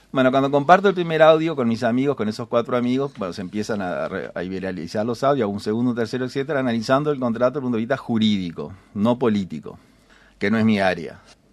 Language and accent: Spanish; Paysandú, Uruguay; Yo soy de Paysandú.